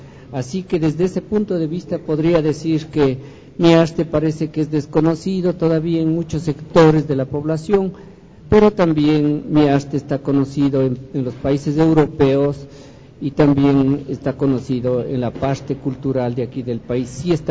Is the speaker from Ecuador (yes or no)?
yes; Ecuador; porque ese es el manco que tenemos como ecuatorianos